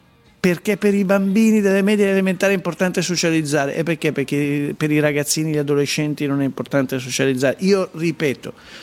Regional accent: Milan, Lombardy, Italy; vorrei capire se mi conviene da milanese, quindi lombardo, andare in giro

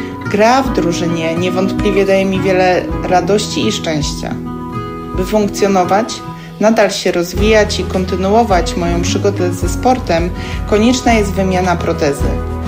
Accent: Iława, Warmian-Masurian Voivodeship, Poland; now in Warsaw, Poland; Pochodzę z Iławy na Warmii i Mazurach, ale obecnie mieszkam i pracuję jako technolog kosmetyków w Warszawie.

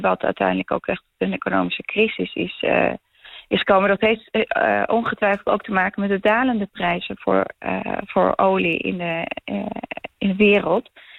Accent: Bolivia; ik kom uit Bolivia.

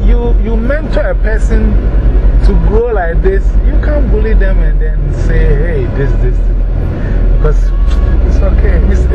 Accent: Ghana; moved away as an adult; now in Las Vegas, United States; Because one, I am coming from Ghana to come to Las Vegas. I don't know anybody here.

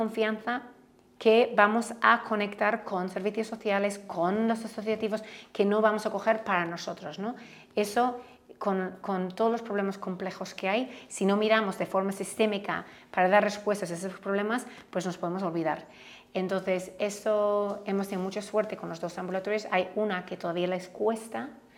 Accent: Ireland; Spanish is a second language; Bueno, yo soy de Irlanda, ¿no?

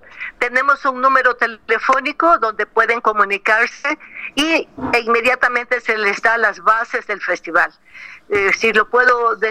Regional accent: Ecuador; aquí en mi tierra, en el Ecuador.

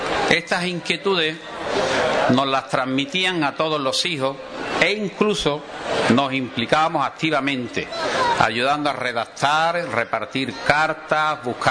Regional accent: Ubrique, Andalusia, Spain; En el año 1995 me trasladé a Ubrique. ¿A dónde me iba a venir a vivir? Sino a mi pueblo, donde me encuentro cómodo y feliz.

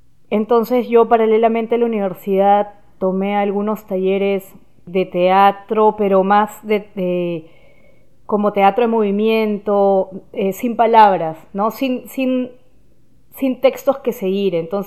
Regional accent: Lima, Peru; born there; Sí, bueno, yo nací en Lima, en Perú.

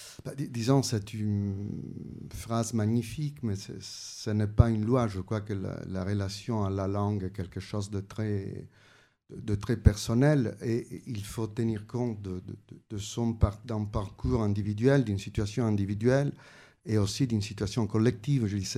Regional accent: Italy; first language Italian; French is a second language; j'ai une relation très forte avec l'italien, ça a été ma langue maternelle, mais il y avait aussi le romain et le sicilien, donc j'ai tout petit fait l'expérience de différents registres de langues.

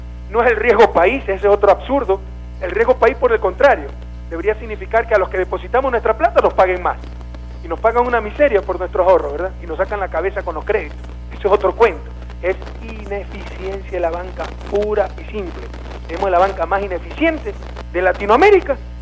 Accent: Guayaquil, Guayas, Ecuador; now in Alausí, Ecuador; Yo llevo 3 años, 4 años viviendo aquí, soy de Guayaquil.

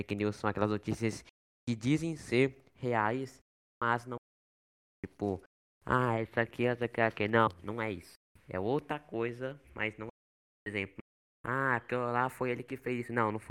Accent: São Paulo, Brazil; tenho 15 anos, sou de São Paulo.

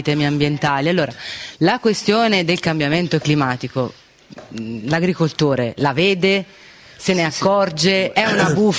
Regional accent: Grosseto, Tuscany, Italy; Tra l'altro io d'origine sono di Grosseto, quindi insomma mi fa piacere insomma essere qua oggi.

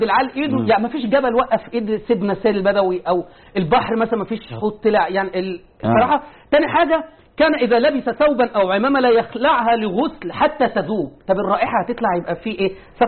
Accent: Tanta, Gharbia, Egypt; الشيخ من طنطا وأنا من طنطا،

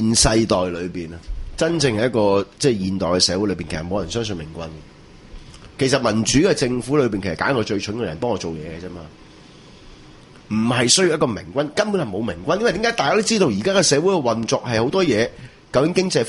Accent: Hong Kong; born there; 我係香港人屌因為我嚟咗香港好耐因為我喺香港出世

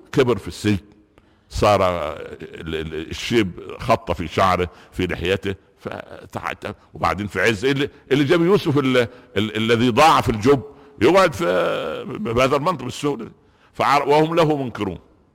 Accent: Egypt; صح, عندنا في مصر يقولوا ايه, القوالب نامت والانصاص قامت

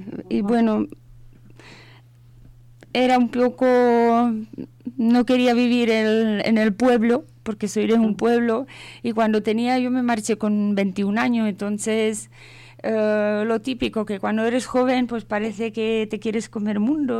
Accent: Prague, Czechia; now in Spain; Yo soy de República Checa, de Praga.

